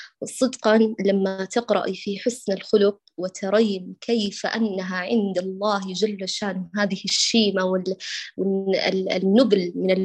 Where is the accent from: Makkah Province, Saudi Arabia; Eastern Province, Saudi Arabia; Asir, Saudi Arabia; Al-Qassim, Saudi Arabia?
Makkah Province, Saudi Arabia; Mecca; born there; والله اشتقت لمكة، هي مسقط رأسي والمكان الذي ولدت فيه، ولكن حاليا أنا في الجنوب بين أبها وخميس مشيب